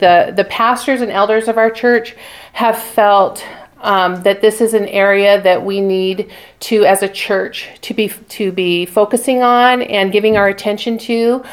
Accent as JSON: {"language": "English", "town": "Spokane", "region": "Washington", "country": "United States", "tie": "born or raised there", "said": "I mean, I grew up in Spokane. I've lived on the west side of Washington and then have been here"}